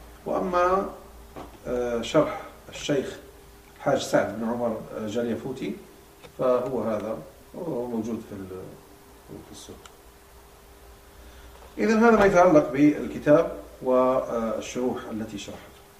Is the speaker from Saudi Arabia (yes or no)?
no; Morocco; عندنا في المغرب الأقصى